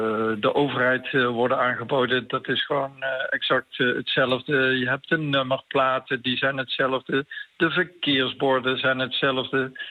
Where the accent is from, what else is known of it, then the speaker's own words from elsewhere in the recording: North Brabant, Netherlands; ik ben echt een Brabander uit het zuiden van Nederland.